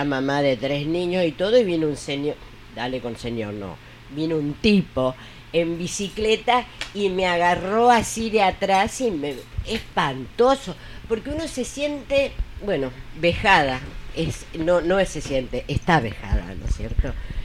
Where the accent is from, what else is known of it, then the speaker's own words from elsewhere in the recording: southern Argentina, Argentina; un frío tremendo, yo soy del sur de Argentina, un frío tremendo, espantoso